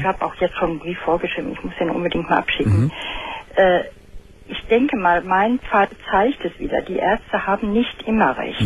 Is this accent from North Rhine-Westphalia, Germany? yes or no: yes; Dortmund, North Rhine-Westphalia, Germany; Ja, nach Dortmund.